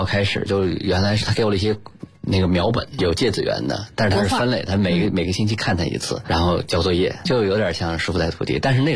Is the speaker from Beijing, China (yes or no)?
yes; Beijing, China; born there; 我出生在大学老师家、就在北方，现在叫北京交通大学，当时叫北方交通大学。